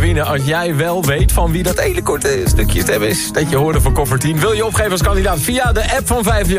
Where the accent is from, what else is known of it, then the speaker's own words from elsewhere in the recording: North Brabant, Netherlands; Ik mag ik gewoon houdoe zeggen als Brabanders onder elkaar?